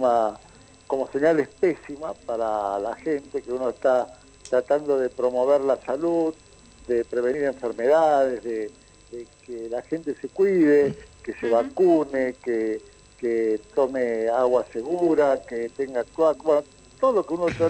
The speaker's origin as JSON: {"language": "Spanish", "country": "Italy", "said": "yo como soy italiano"}